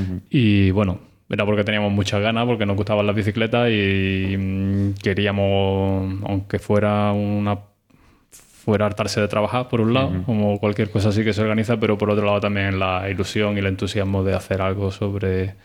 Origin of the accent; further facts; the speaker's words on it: La Zubia, Andalusia, Spain; Pues vengo de la Zubia, que es donde van a tener lugar estas jornadas